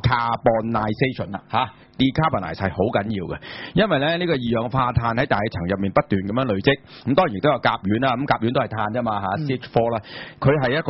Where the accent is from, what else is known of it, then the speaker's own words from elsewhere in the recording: Hong Kong; 不過我哋香港人唔叫玉米，我哋香港人叫咩啊？